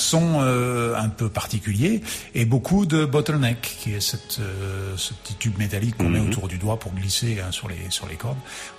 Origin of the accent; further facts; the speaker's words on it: Grenoble, Auvergne-Rhône-Alpes, France; Alors on est de Grenoble, hein, de la région de Grenoble.